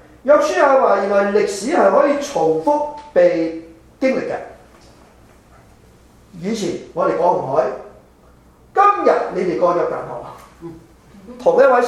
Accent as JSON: {"language": "Cantonese", "country": "China", "said": "特别我哋中国人中意报喜不报忧。"}